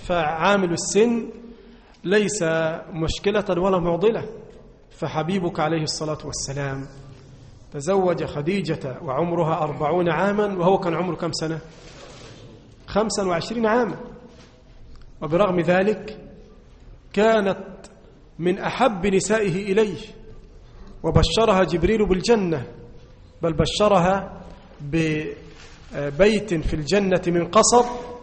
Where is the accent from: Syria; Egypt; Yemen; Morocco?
Egypt; اللحوم المستوردة عندنا في مصر